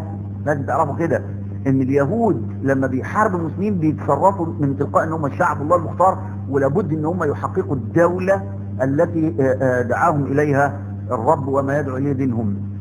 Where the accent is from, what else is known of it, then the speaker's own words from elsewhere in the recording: Egypt; وفاكر اللي التعبانين اللي عندنا في مصر